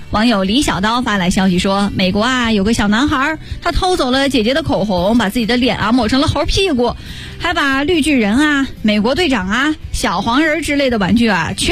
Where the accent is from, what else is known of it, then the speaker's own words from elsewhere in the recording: northern China, China; 我那个时候因为我是北方人，我在南方上学